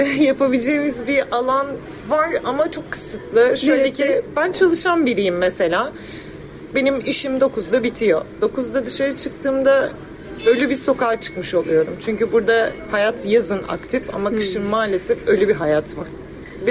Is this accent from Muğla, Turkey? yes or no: no; Büyükada, Istanbul, Turkey; 23 yaşındayım, doğma büyüme Büyükadalıyım. Buradan bir Büyükadalı genç olarak seslenmek istiyorum.